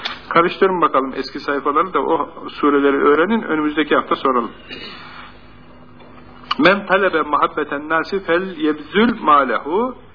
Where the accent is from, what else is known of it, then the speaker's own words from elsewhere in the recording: Ankara, Turkey; Biz de gittik şimdi Ankaralıyız.